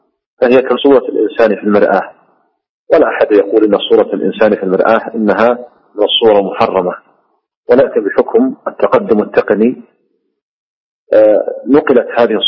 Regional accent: Saudi Arabia; قد كان الناس قديما عندنا في المملكة العربية السعودية كانوا يسمونها عكسا

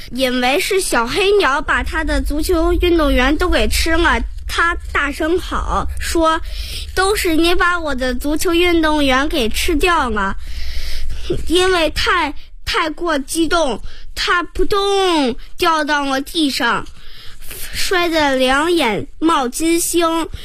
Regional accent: Beijing, China; 我今年六岁了，我来自北京，我在西师附小上学。

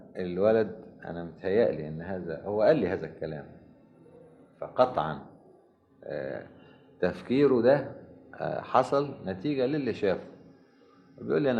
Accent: Egypt; والملاحظ عندنا في مصر

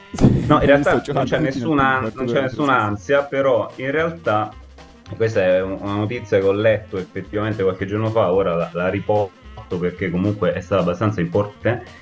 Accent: Marche, Italy; io, capito, sono marchigiano

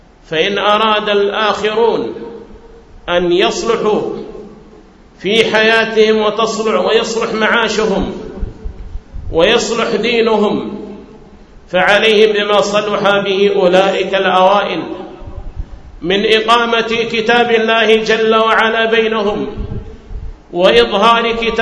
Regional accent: Hadhramaut, Yemen; أن جعل في بلادي حضرموت دعاة على بصيرة، دعاة على علم

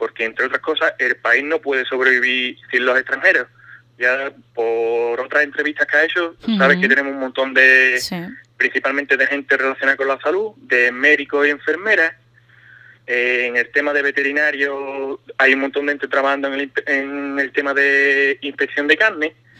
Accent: Ubrique, Andalusia, Spain; suelo decirle que soy de cerca de Gibraltar, ya sabes, punto de referencia, pero en las montañas, y ya más o menos tienen una idea.

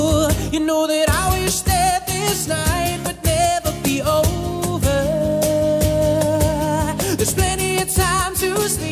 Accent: Chile; un tema que para nosotros como chilenos quizás no es fácil de llevar de la mejor forma

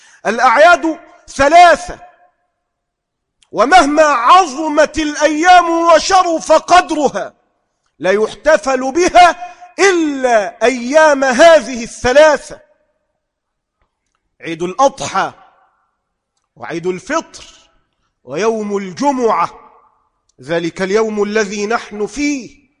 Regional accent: Egypt; أما أن تحدث عندنا في مصر لا

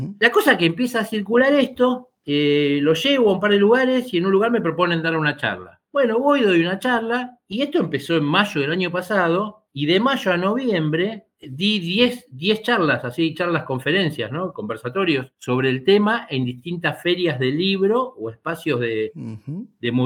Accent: Argentina; Yo encantado, pero me tienen que invitar, porque somos argentinos y no tenemos dinero.

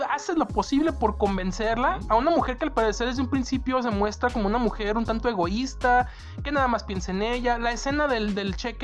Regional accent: Mexico; y uno como mexicano dice, ok, yo sé que aquí hay inseguridad

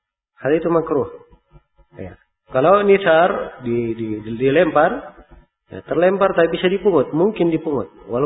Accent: Makassar, South Sulawesi, Indonesia; Ya, kalau sebagai orang Makassar, nah, lebih sadis lagi.

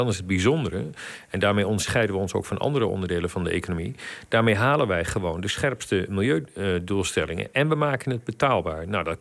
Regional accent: Overijssel, Netherlands; ik kom ook uit de provincie, ik kom uit Twente, Overijssel dus.

